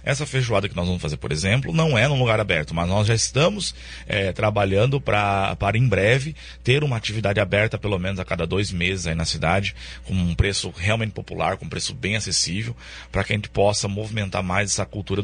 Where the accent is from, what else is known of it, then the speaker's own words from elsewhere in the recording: Paraná, Brazil; Sim, Foz tem, eu mesmo não sou de Foz, eu sou da região aqui próxima